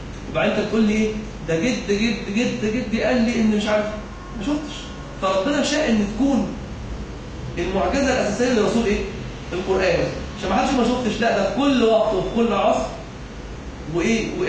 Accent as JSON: {"language": "Arabic", "country": "Egypt", "said": "اللجنة اللي هي المؤسسة العشرة الإسلامية عندنا في مصر"}